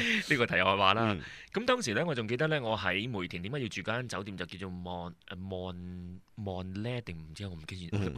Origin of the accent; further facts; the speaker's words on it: China; 係我哋中國人嘅特色嚟嘅